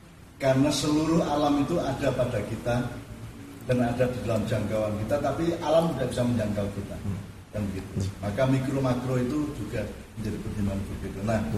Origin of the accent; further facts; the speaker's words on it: Java, Indonesia; Padahal kita orang Jawa, orang Indonesia sudah menemukan